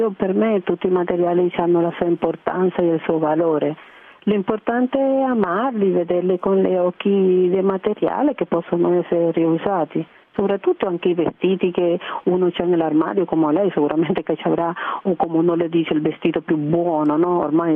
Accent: Cuba; Italian is a second language; Io penso che almeno nel mio paese, io le dico alle persone cubane che sono ingegneri della vita, no?

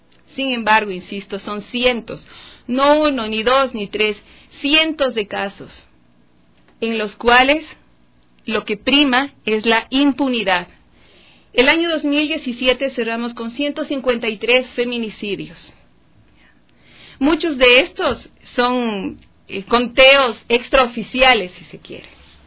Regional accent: Ecuador; nosotras como mujeres ecuatorianas nos jugamos y nuestra lucha es por la misma vida

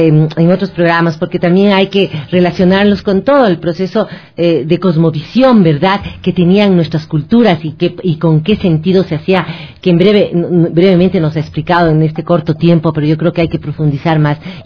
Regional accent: Ecuador; avanzando como ecuatorianos, y que nos sintamos muy muy orgullosos de quienes somos

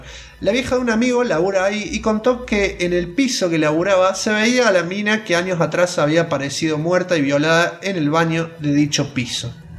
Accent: Córdoba, Argentina; hola, yo soy de Córdoba y él es de Nueva York.

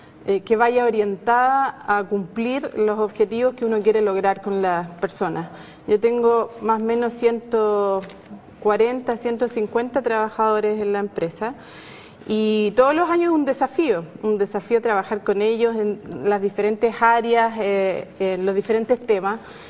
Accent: Chillán, Ñuble, Chile; also born or lived in Temuco; Chillán, en que estuve casi toda mi infancia. Luego me trasladé a Temuco y estudié allá enfermería. Después de recorrer varias ciudades de Santiago, me vine aquí, o sea, del sur. Perdón, me vine a Santiago y llegué el año 2000.

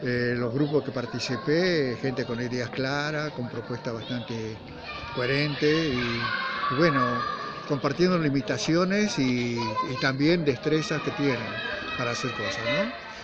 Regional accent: Salta, Argentina; moved away as an adult; also born or lived in Buenos Aires; now in Córdoba, Argentina; Porque yo vengo de zonas cálidas, yo nací en Salta, y si bien trabajé muchos años en Buenos Aires

